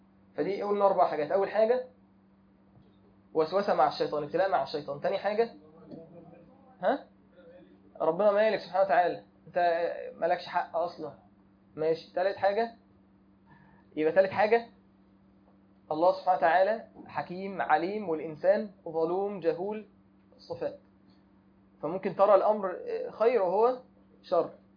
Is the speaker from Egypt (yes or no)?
yes; Egypt; احنا عارفين ان احنا عندنا المخطوبين في حكم المتجوزين معروف عندنا في مصر كده